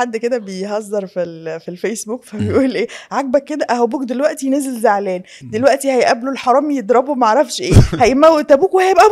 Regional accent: Cairo, Cairo Governorate, Egypt; انا من القاهرة.

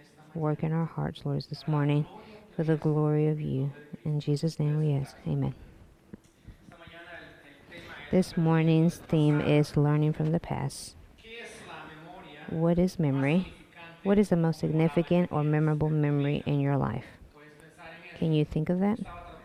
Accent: El Salvador; But it was during my time growing up in El Salvador.

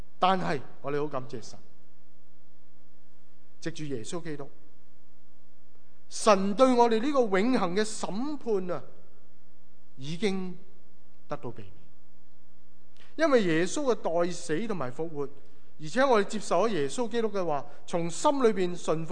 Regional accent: China; 有些好像我们中国人讲吹吉避凶的意思

